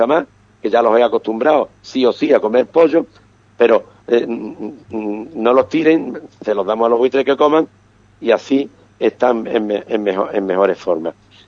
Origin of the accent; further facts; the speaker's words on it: Ubrique, Andalusia, Spain; mi pueblo, el pueblo de Ubrique